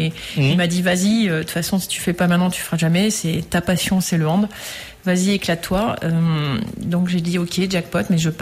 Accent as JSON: {"language": "French", "town": "Sélestat", "region": "Grand Est", "country": "France", "said": "moi je suis alsacienne, je suis de Célestat, qui est un peu le temple."}